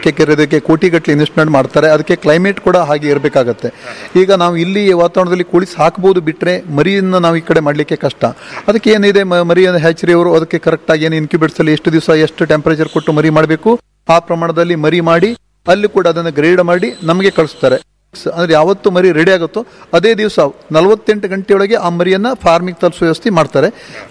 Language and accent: Kannada; Karki, Karnataka, India; now in Manki, India; ಮೂಲತಃ ನಾನು ಮಾಡಿದ್ದು ಕರ್ಕಿಯಲ್ಲಿ, ಕರ್ಕಿ ಪಾವಿನ್ಕುರ ನನ್ನ ಮೂಲ ಅವರು. ಈಗ ನಾನು ಇರೋದು ಮಂಕಿ ಚಿತ್ತಾರ ಅಂತ ಸರಿ ಬಂದಿದ್ದು. ಇಲ್ಲಿ ಬಂದು 11-12 ವರ್ಷ ಆಯಿತು.